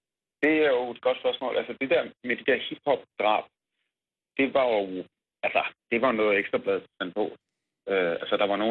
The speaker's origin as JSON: {"language": "Danish", "region": "North Denmark Region", "country": "Denmark", "tie": "born or raised there", "said": "jeg er vokset op i det mørkeste Nordjylland, i en lille provinsby"}